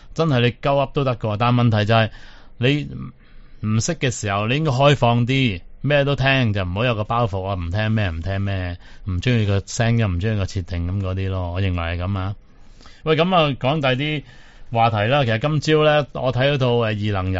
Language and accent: Cantonese; Guangdong, China; 但我哋广东人系咪冇用过呢个字嘅咧？